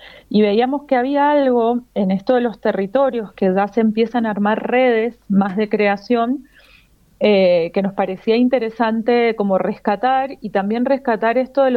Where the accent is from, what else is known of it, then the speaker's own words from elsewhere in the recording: Mendoza, Argentina; nosotros que somos de Mendoza